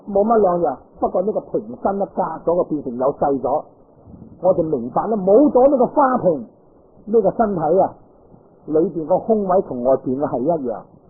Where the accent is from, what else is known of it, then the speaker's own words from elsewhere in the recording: China; 我哋中国人都系属于矮仔之一类所涉噶啦